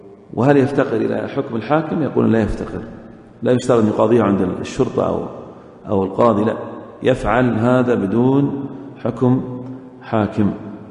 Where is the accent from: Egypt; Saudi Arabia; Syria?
Saudi Arabia; في السنوات الأخيرة عندنا في السعودية يضعون إيش؟ خرسانة